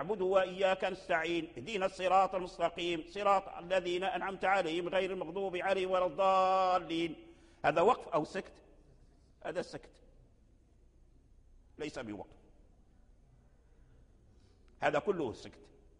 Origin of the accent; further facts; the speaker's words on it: Morocco; لكن الذي جرى به العمل عندنا في المغرب